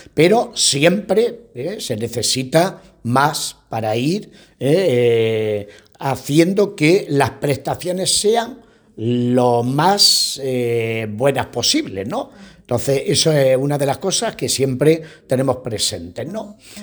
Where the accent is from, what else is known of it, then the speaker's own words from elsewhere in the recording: Spain; los que estamos misionando fuera de España y que somos españoles